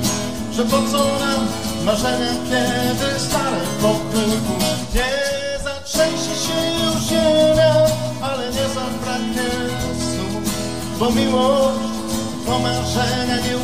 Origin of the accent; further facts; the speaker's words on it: Bolesławiec, Lower Silesian Voivodeship, Poland; Mimo, że jestem z pochodzenia z Bolesławca